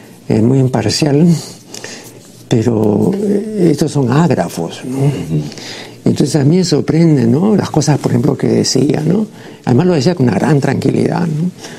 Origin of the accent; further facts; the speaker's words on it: United States; nací en los Estados Unidos, me educo en los Estados Unidos, he trabajado en los Estados Unidos, tengo mis empresas aquí